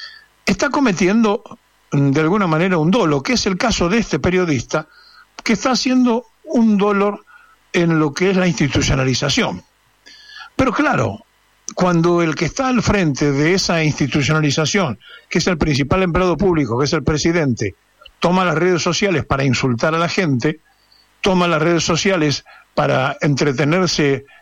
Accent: Argentina; que somos sus integrantes, que somos los argentinos

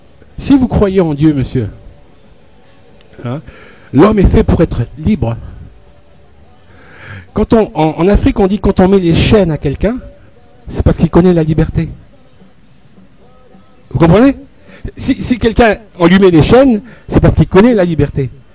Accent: Marseille, Provence-Alpes-Côte d'Azur, France; born there; en tant qu'homme noir, je suis français, je suis né à Marseille, mais je suis un homme noir.

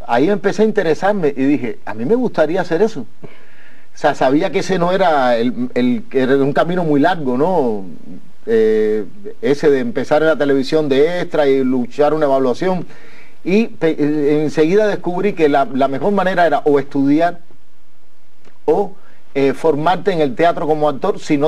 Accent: Guajay, Havana, Cuba; la infancia mía fue ahí. Era un barrio de la periferia muy ligado al campo

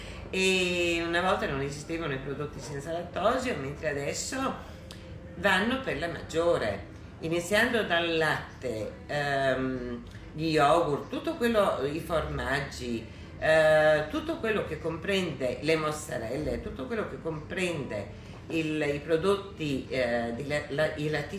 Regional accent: Vigarano, Emilia-Romagna, Italy; Comunque sono di Vigarano, per cui sono qua in provincia di Ferrara

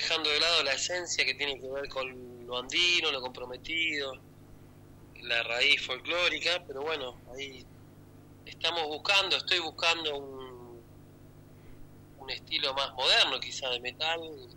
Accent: Claypole, Buenos Aires Province, Argentina; que es de mi pueblo, de mi localidad, Claypole.

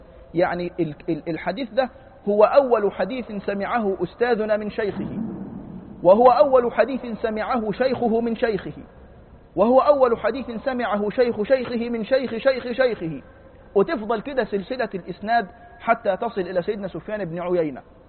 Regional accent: Egypt; قلت له أنا فلان الفلاني من مصر

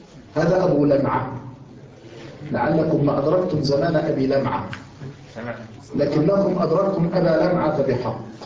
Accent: Egypt; الحمد لله نحن عندنا في مصر ما يكشف رأسه بس فقط

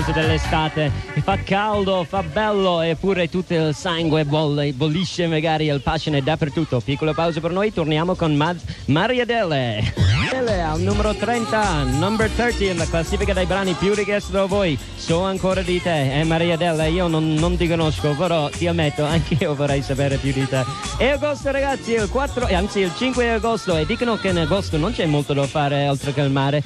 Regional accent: Ireland; Italian is a second language; now in Italy; essendo irlandese, mi sono scattato un po'. Vabbè, questo è il piacere di abitare in Italia.

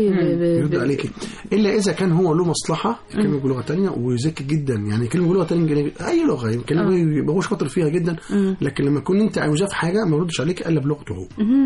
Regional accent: Egypt; نحتاج نعملها مع رواد السياحة الداخلية لينا احنا كمصريين

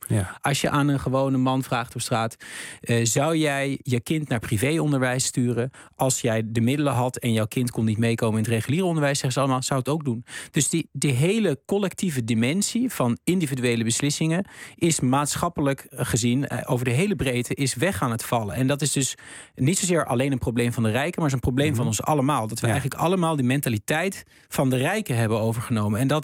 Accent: Diepenheim, Overijssel, Netherlands; de jongens met wie ik ben opgegroeid in Diependijm, het dorp waar ik vandaan kom.

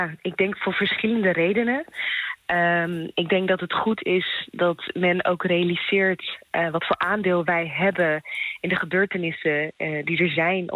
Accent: Eritrea; now in Netherlands; Mijn roots liggen in Eritrea. Dus ik kom oorspronkelijk uit Eritrea.

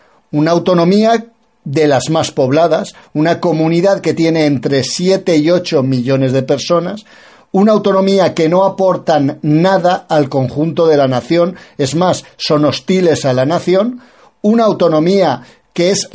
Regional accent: Spain; como los españoles tenemos un punto caínita

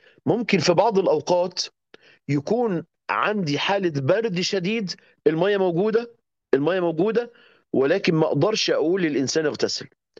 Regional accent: Egypt; ما فيش هناك زي عندنا في مصر كده حنفيات في كل بيت

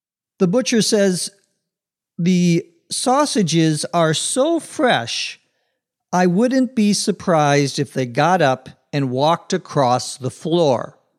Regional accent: Minnesota, United States; Where I grew up in Minnesota, lots of people are into or interested in hunting.

